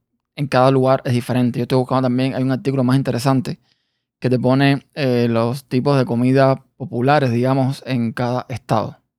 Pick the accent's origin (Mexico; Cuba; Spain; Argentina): Cuba; estamos acostumbrados en Cuba a comer más, no tan seco, digamos.